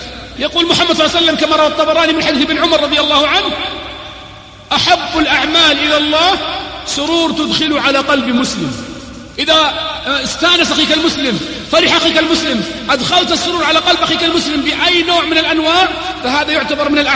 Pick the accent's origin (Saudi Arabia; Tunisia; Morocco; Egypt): Saudi Arabia; Al-Qassim; فأخواني في الله جينا من القصيم نتعرف على هالجهة الطيبة هذه